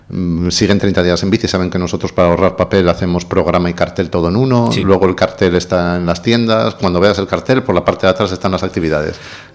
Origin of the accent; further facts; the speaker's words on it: Spain; Porque no somos, los españoles no somos...